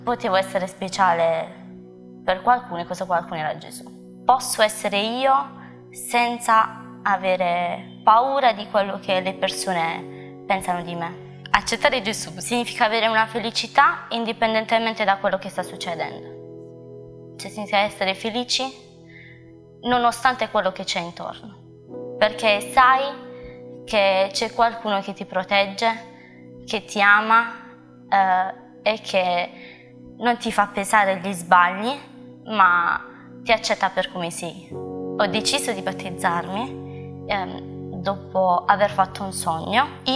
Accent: Modugno, Apulia, Italy; ho 22 anni e sono di Modugno.

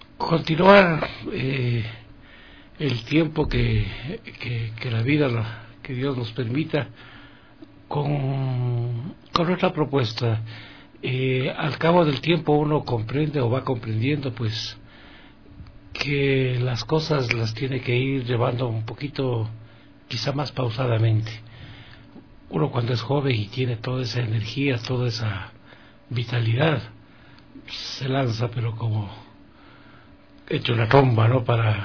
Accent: Ecuador; Si nosotros como ecuatorianos no lo hacemos, ¿quién?

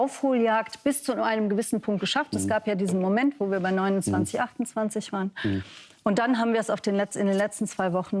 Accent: Rhineland-Palatinate, Germany; Ich bin aus Rheinland-Pfalz.

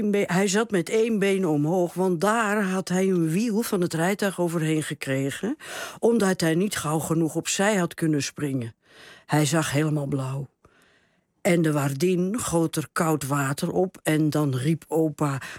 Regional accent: France; Ik moest meteen denken, ik kom uit Frankrijk

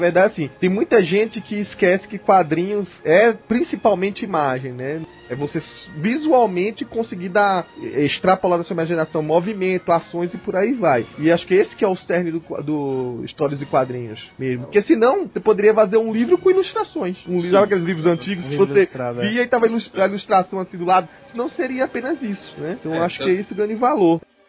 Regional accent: São Paulo, Brazil; Eu sou de São Paulo, não conhecia. Cheguei agora há pouco.

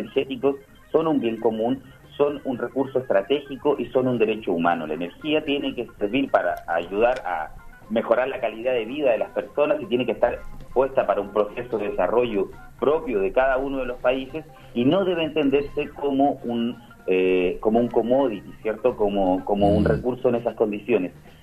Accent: Chile; De hecho, yo soy chileno, por ejemplo, ¿no?

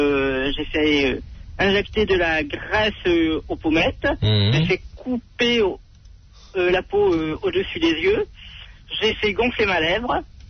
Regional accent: France; Je suis française, oui.

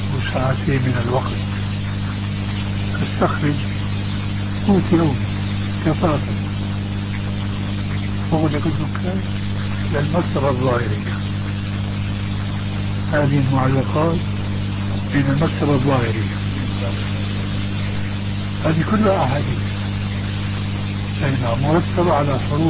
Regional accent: Damascus, Damascus Governorate, Syria; كما يقال عندنا في دمشق

